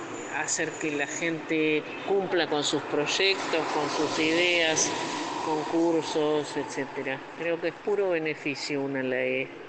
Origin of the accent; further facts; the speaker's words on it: Buenos Aires, Argentina; de Buenos Aires, ciudad